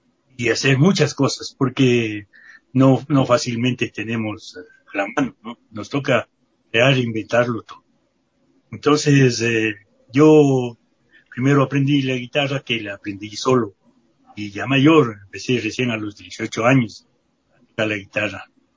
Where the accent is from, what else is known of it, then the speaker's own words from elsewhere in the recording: Ecuador; yo soy un músico ecuatoriano